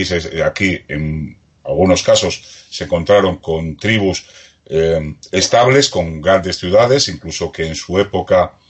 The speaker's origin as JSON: {"language": "Spanish", "country": "Spain"}